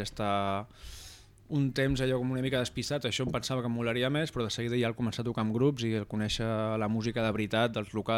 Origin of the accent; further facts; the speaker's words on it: La Bisbal d'Empordà, Catalonia, Spain; now in Sant Jaume ses Oliveres, Spain; Sempre he tingut molts noms, des de peque, i res, soc de la Bisbal d'Empordà i estic visquent a Sant Jaume ses Oliveres, un poblet molt guai, molt peque i molt bon ambient.